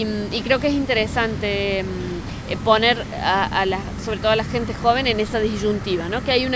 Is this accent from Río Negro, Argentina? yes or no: no; Córdoba, Argentina; yo vengo de Córdoba, Argentina.